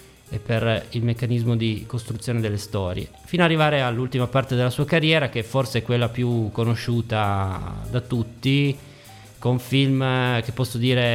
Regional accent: Turin, Piedmont, Italy; born there; now in Ivrea, Italy; sono nato a Torino, abito Ivrea da alcuni anni

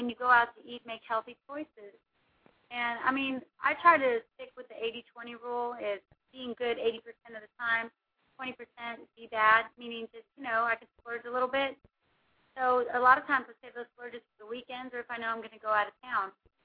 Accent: Houston, Texas, United States; and they are going to be in Houston, Texas, my hometown.

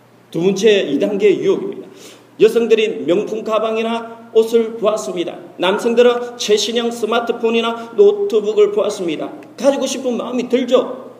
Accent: South Korea; 뭐 대한민국 사람으로서 약간의 자부심도 있기는 하지만

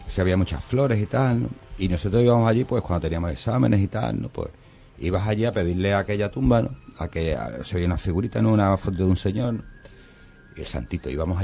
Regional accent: Algeciras, Andalusia, Spain; now in Seville, Spain; yo soy algecireño, mucha honra, aunque vivo aquí en Sevilla hace muchos años, pero yo soy de Algeciras.

